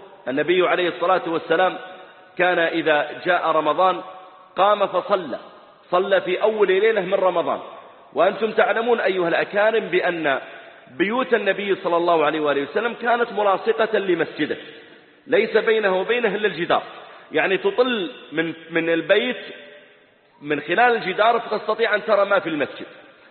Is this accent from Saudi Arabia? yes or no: yes; Dammam, Eastern Province, Saudi Arabia; وقد عرفت الإخوة من البحرين قديما، فأنا نشأت في الدمام وولدت فيها